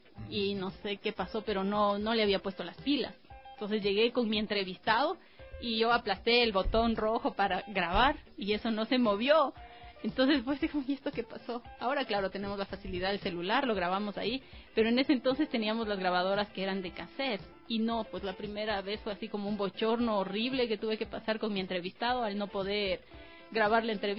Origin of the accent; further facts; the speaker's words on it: Latacunga, Cotopaxi, Ecuador; yo regresaba hasta mi tierra, regresaba a Latacunga y regresaba a Huaytacama.